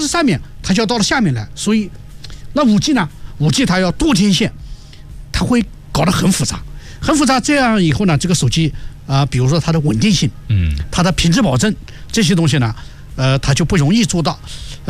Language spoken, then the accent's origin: Chinese; China; 对，我们中国人是全世界最赶时髦